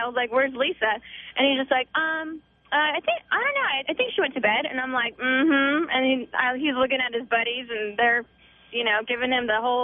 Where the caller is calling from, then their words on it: Upland, California, United States; Hi, I'm calling from Upland